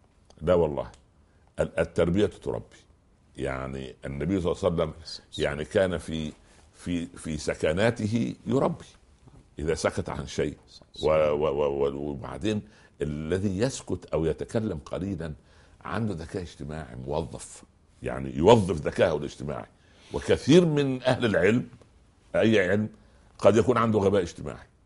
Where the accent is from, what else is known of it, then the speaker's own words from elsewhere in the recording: Tala, Minya Governorate, Egypt; تابعة مركز المنيا العاصمة يعني على بعد 4 أو 5 كيلومترات وكنا نذهب إلى المدرسة الثانوية إلى مدينة المنيا بالدراجات فليس هناك طالب من أهل تلة هذه قريتي والتلة هي الشيء المرتفع